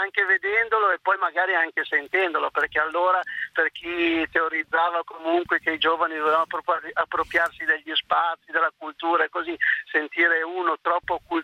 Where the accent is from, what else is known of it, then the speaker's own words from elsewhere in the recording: Bologna, Emilia-Romagna, Italy; Ma io sono di Bologna